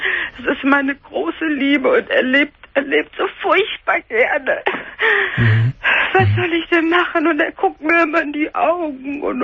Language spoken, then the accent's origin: German; Cologne, North Rhine-Westphalia, Germany; born there; ich bin Kölnerin von Geburt